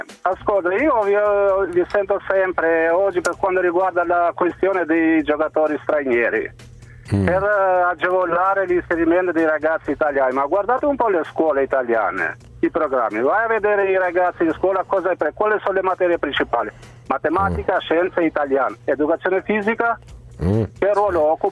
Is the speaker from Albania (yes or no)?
yes; Albania; Italian is a second language; Io vengo dall'Albania, ascolta, io vengo dall'Albania